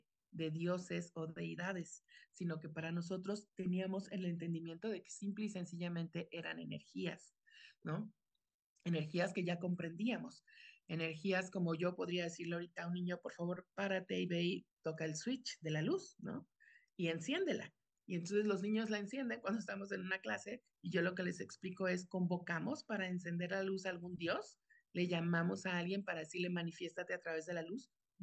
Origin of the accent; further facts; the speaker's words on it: Mexico; Pero todo esto surgió del sincretismo de nuestra realidad actual como mexicanos.